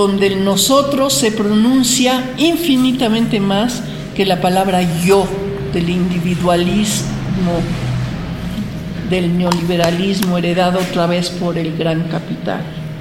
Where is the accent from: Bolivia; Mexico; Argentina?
Mexico; esta cultura desconocida para la mayoría de los mexicanos, somos mexicanos.